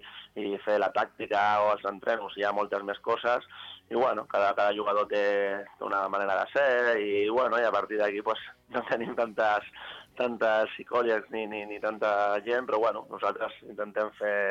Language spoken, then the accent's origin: Catalan; Rubí, Catalonia, Spain; vaig començar al Rubí, que vas estar 2 anys, que és l'equip del meu poble